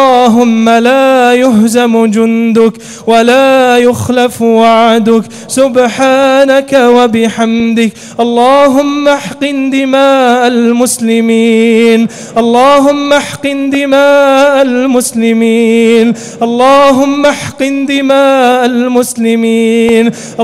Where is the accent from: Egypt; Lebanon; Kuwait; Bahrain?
Kuwait; اللهم اجعل بلدنا الكويت آمنة مطمئنة